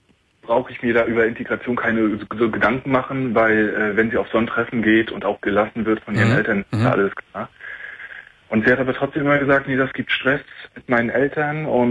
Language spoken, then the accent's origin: German; Germany; born there; ich bin gebürtiger Deutscher, deutsche Eltern, alles groß und blond.